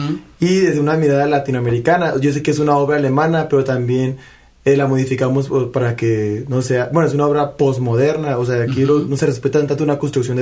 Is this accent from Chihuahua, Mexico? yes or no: yes; Chihuahua, Mexico; Yo soy de Chihuahua.